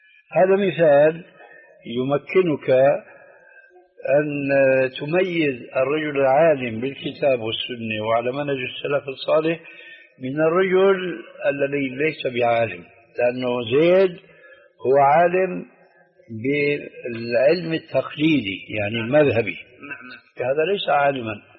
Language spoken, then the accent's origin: Arabic; Syria; عندنا بسوريا بيقولوا العين مغرفة الكلام